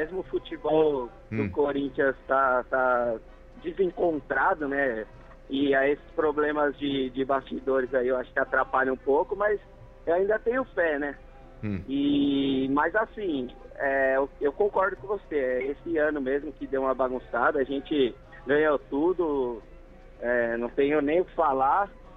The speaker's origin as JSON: {"language": "Portuguese", "town": "Guarulhos", "region": "São Paulo", "country": "Brazil", "said": "Eu sou de Vila Galvão."}